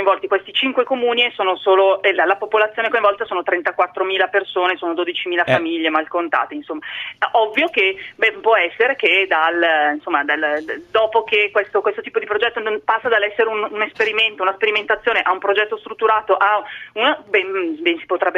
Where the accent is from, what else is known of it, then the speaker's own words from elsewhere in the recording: Lombardy, Italy; Non ho idea perché io sono bergamasca